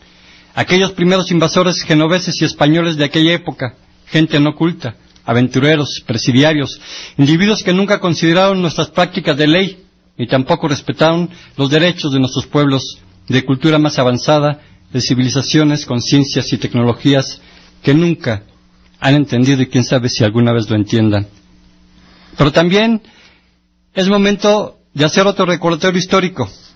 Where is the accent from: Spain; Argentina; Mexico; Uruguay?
Mexico; esa parte que nos caracteriza como mexicanos y mexicanas